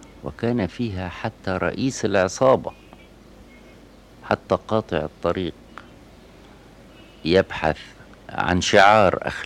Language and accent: Arabic; Faiyum, Faiyum Governorate, Egypt; كان فيها القاضي في مدينتي الفيوم إذا مر في الشارع سكتت القهوة